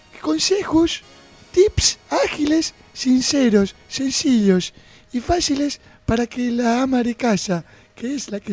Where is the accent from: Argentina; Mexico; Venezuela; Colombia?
Argentina; Soy argentina, ajá, nacida y por opción.